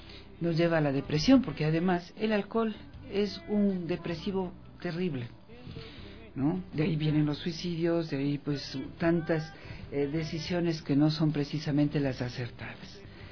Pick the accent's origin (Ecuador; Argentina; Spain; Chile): Ecuador; Para nosotros, los ecuatorianos, no importa si somos quiteños o de dónde seamos